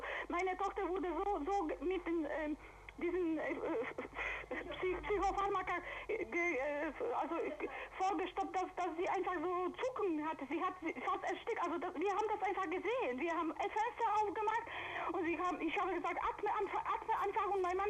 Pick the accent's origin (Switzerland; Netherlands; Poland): Poland; Silesian Voivodeship; now in Germany; wir kommen aus Schlesien